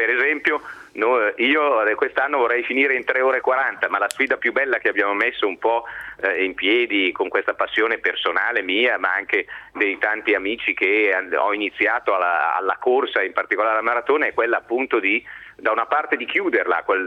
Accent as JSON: {"language": "Italian", "town": "Milan", "region": "Lombardy", "country": "Italy", "said": "Io sono di Milano, abito nella periferia di Milano, al quartiere Abaggio"}